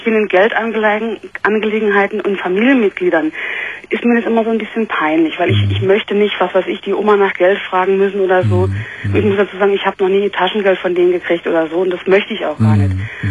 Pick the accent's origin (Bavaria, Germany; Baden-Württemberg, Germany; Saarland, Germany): Saarland, Germany; ich komme aus dem Saarland